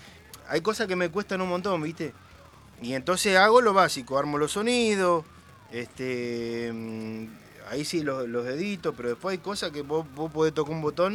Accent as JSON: {"language": "Spanish", "town": "Virrey del Pino", "region": "Buenos Aires Province", "country": "Argentina", "said": "Somos de zona oeste, claro. Ellos son todos de La Ferrere. David y yo somos allá de Virrey del Pino, para el lado del campo."}